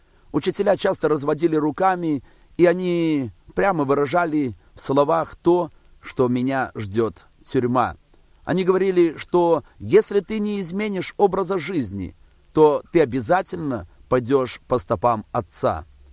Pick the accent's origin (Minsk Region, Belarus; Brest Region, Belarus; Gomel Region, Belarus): Minsk Region, Belarus; Barysaw; born there; Родился я в Белоруссии, в городе Борисове. Родился в простой семье